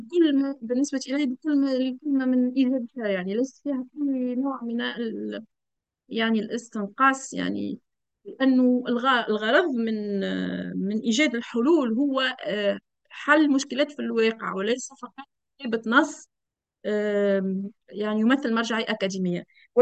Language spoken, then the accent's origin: Arabic; Tunisia; أنه يشبه كثيراً بعض المرجعيات عندنا في تونس في المسألة هذه